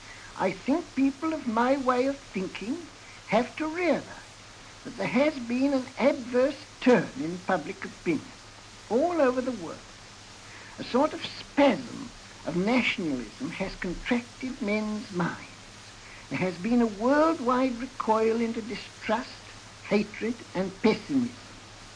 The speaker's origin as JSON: {"language": "English", "region": "England", "country": "United Kingdom", "said": "It is just because I have this intense pride in being English that I will not consent to see the English mind and English life cooped up within the narrow bounds of nationalism."}